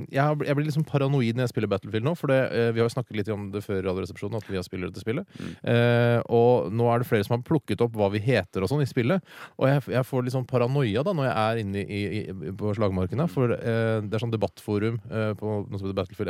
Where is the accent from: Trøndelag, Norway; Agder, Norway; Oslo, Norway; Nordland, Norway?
Oslo, Norway; vi har jo levd det, brorparten av livet våre på Holmlia, ikke sant, sør-øst i Oslo.